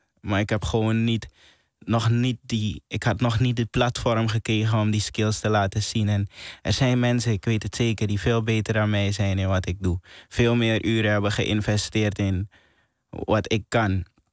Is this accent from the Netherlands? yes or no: no; Suriname; als kind die opgroeit in Suriname, heb je altijd ambities om naar het buitenland te gaan.